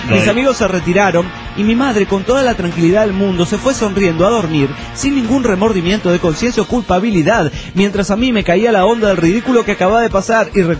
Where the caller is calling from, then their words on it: Toluca, State of Mexico, Mexico; Hola, ¿cómo están? … de Toluca, México.